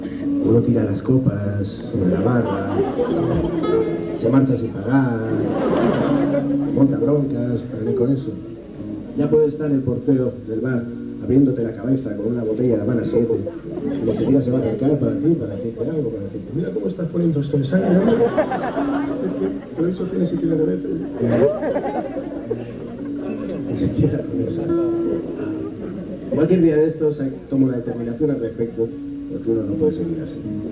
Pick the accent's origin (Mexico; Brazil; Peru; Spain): Spain; Madrid, Community of Madrid; Yo soy de Madrid, nadie es perfecto.